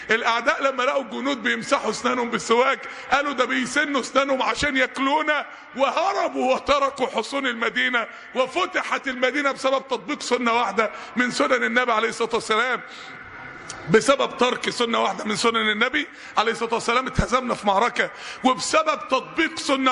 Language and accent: Arabic; Mansoura, Dakahlia, Egypt; عندنا في المنصورة